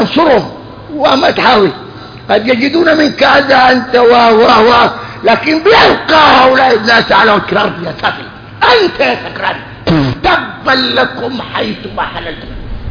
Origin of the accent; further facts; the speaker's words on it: Sudan; احنا سودانيين وطبعا معكم هنا